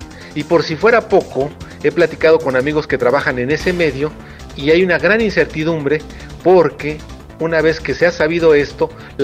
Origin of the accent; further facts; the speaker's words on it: Mexico; los mexicanos somos malos, bad, mexicano malo